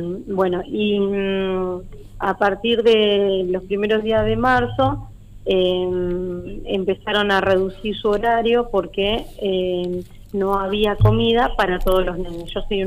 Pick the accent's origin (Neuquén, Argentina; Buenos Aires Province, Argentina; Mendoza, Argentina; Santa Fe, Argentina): Buenos Aires Province, Argentina; Monte Grande; la mayoría somos de lejos, somos de Monte Grande, de la zona de Barrio Lindo, bueno, teníamos que tomar dos colectivos